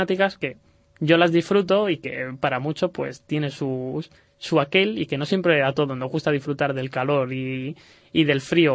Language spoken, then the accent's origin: Spanish; Toledo, Castilla-La Mancha, Spain; es el mediterráneo del interior, de la zona de Madrid, Toledo, que además es de donde yo soy.